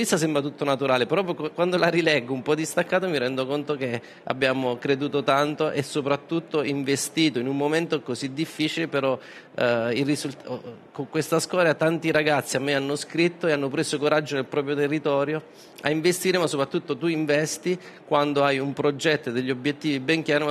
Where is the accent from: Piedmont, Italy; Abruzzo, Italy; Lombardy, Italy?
Abruzzo, Italy; Sì, da buona abruzzese.